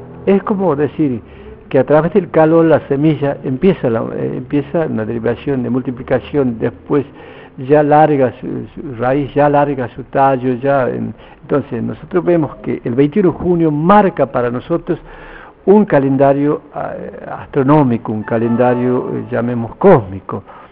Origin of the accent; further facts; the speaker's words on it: Campo Quijano, Salta, Argentina; Y yo vengo de Campo Quijano, la provincia de Salta, soy diaguita.